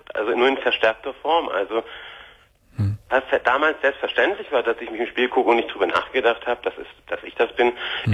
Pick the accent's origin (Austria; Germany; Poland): Germany; now in Switzerland; Heute, wie gesagt, lebe ich mit meiner Frau. Wir sind aus Deutschland ausgewandert in die Schweiz.